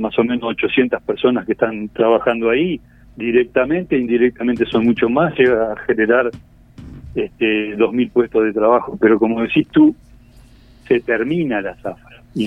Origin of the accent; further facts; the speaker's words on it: Artigas, Uruguay; moved away as an adult; now in Salto, Uruguay; yo que soy de la frontera, yo soy hace 5 años que vivo en Salto, pero soy de Artigas.